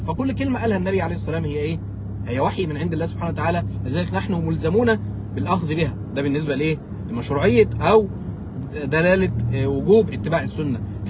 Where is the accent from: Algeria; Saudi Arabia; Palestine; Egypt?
Egypt; Mansoura, Dakahlia; وشيخ أبو إسحاق الحويني إحنا الاثنين من مصر وإحنا الاثنين عشنا في نفس الزمان، فإذا أكيد اتقابلنا في يوم من الأيام، والشيخ أبو إسحاق جه بلدنا كتير إلى المنصورة وأنا رحت كفر الشيخ،